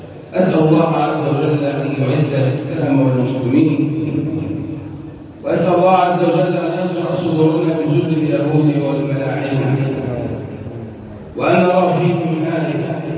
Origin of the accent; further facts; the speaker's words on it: Egypt; اللهم احفظ بلدنا مصر